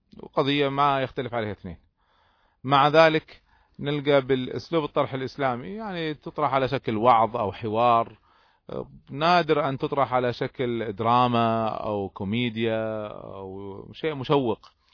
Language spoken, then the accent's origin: Arabic; Kuwait; وبعضهم كانوا في جهات حكومية عندنا في الكويت وبعضهم كانوا في جهات شعبية